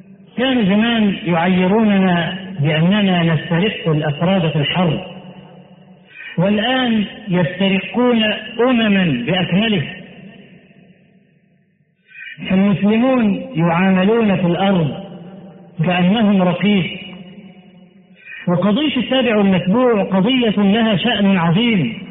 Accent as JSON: {"language": "Arabic", "country": "Egypt", "said": "التعليم عندنا في مصر، نحن الذين فضلنا التعليم إلى بلاد العرب"}